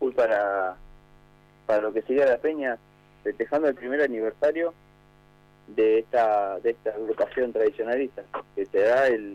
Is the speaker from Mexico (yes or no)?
no; Berazategui, Buenos Aires Province, Argentina; nosotros somos de Brazategui